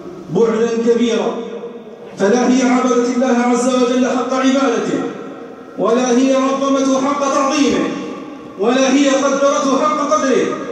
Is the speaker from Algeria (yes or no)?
yes; Algeria; من أجل النعم التي ننعم بها في بلادنا الجزائر